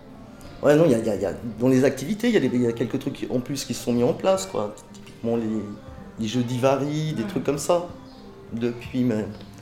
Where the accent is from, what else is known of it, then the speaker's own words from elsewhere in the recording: Geneva, Switzerland; born there; Non, parce que pour moi les eaux vives c'est le lac, c'est les parcs. Hein. Ils sont toujours là, ils n'ont pas bougé. C'est ça que j'aime beaucoup dans ce quartier. Je suis né dans ce quartier d'ailleurs aussi.